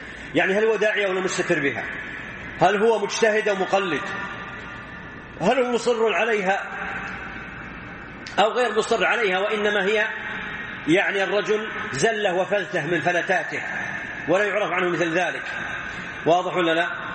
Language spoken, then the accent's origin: Arabic; Saudi Arabia; مثل واحد عندنا في السعودية